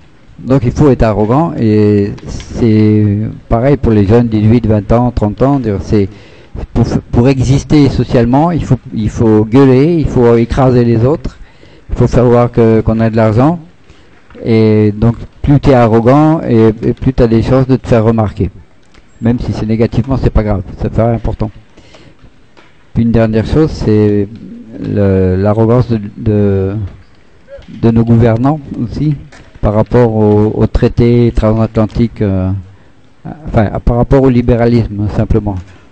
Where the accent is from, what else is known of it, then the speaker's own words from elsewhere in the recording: France; Ah oui, alors, moi naturellement, comme je suis français